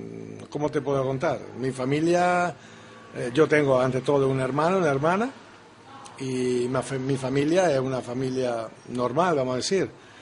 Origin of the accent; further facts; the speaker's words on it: Trento, Trentino-Alto Adige, Italy; Spanish is a second language; Mi ciudad natal es Trento. Trento, la ciudad del Consiglio.